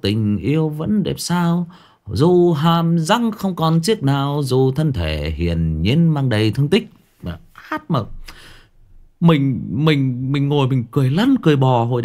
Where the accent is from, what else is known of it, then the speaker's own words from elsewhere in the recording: Thái Nguyên, Thai Nguyen, Vietnam; em sinh ra và lớn lên ở Thái Nguyên, thế nhưng mà quê em tức là ông bà già em là thoát ly lên trên khu gang thép Thái Nguyên này và gặp nhau lấy nhau, thì em được sinh ra và lớn lên ở đây.